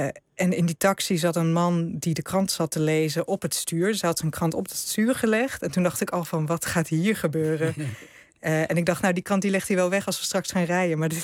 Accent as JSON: {"language": "Dutch", "country": "Netherlands", "said": "Hij vroeg natuurlijk waar ik vandaan kom. En ik zei ja, uit Nederland. En toen bleek uiteindelijk dat, nou ja, mijn vader is een Indo en zijn vader was een Hollander."}